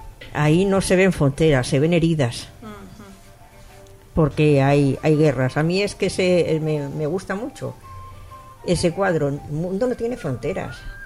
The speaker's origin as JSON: {"language": "Spanish", "country": "Spain", "said": "yo me considero, pues oye, española sí"}